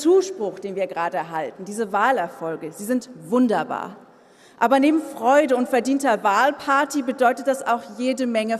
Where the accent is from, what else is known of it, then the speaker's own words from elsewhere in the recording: Germany; born there; Ich bin aber nicht irgendwo in der DDR geboren, sondern da, wo Ostdeutschland am östlichsten ist. Direkt auf der polnisch-deutschen Grenze.